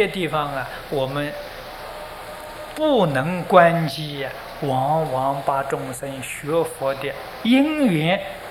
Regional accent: China; 我们中国人有十分恭敬心

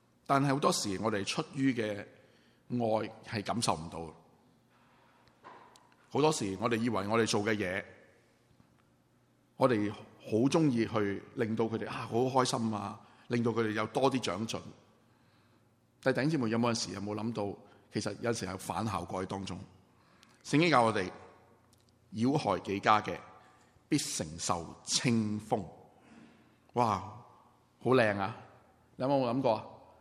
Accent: China; 我们中国人是很难，因为我们本身就是一个不好懂表达自己爱的一个民族。

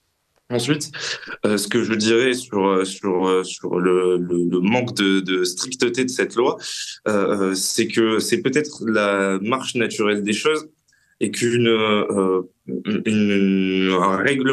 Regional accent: France; c'est globalement la place que nous, en tant que Français, occidentaux, Européens, voulons retrouver dans l'histoire

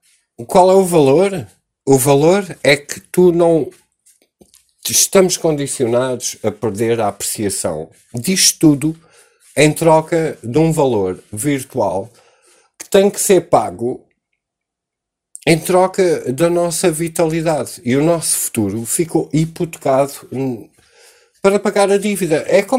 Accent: Portugal; Foda-se, eu sou português, este terreno pertence a todos nós

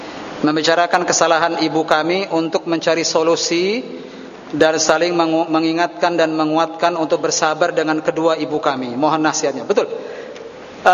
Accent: Cirebon, West Java, Indonesia; Saya dari Cirebon, Pak. Saya tahu hal seperti ini.

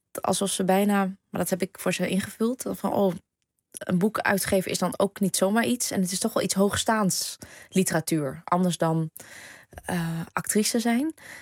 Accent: Groningen, Netherlands; accent: Gronings; Want ik ben hier wel geboren. Ik ben in Groningen geboren. En ik heb tot ik naar de toneelschool ging... echt een Gronings en Vietnamese accent gehad... die ik kaart heb afgeleerd.

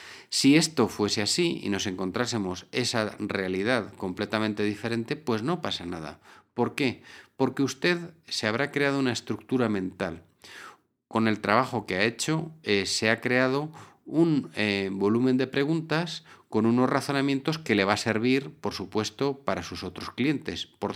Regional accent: Spain; en mi país, en España, hay una región de España reputada porque siempre a una pregunta responden con otra

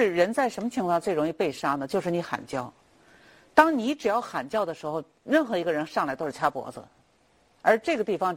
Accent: China; 因为我们中国人我们的观念这个东西是很重要的

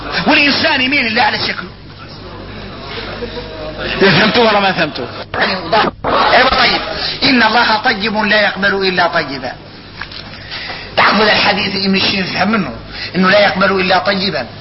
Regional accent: Mauritania; احنا موريتاني نقولوا هذا حصل من عرقة ناظري

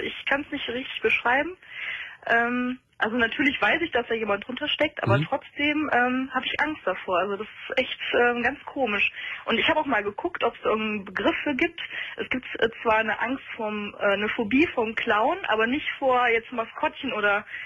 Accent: Rhineland, Germany; Ich bin aus dem Rheinland, ja

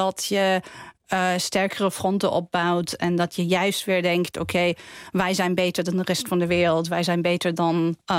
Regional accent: Austria; Dutch is a second language; Ik kom zelf uit Oostenrijk, dus we waren veel dichter bij Oost-Europa, bij ook Rusland.

